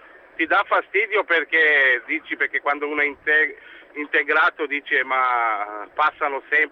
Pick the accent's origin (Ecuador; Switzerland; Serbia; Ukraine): Serbia; Italian is a second language; now in Italy; Io capisco subito, sono della Serbia, giù, io vado spesso in Serbia